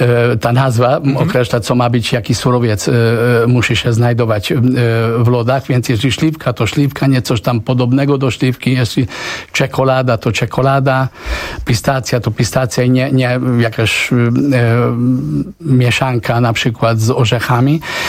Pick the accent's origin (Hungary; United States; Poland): Hungary; Polish is a second language; also born or lived in Tunisia; ja się urodziłem w Tunezji, wychowałem się na Węgrzech